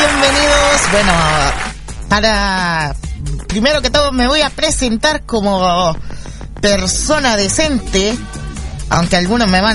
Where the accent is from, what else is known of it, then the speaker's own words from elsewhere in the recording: Tomé, Biobío, Chile; Me presento también, soy de Tomé, octava región de Chile, donde no se sintió casi ninguno de los terremotos que han pasado.